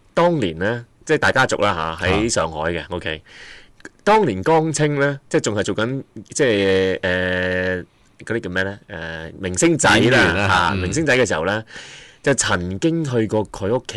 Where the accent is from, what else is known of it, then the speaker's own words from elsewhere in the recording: China; 啊，我哋中国人系好有趣嘅一个民族嚟嘅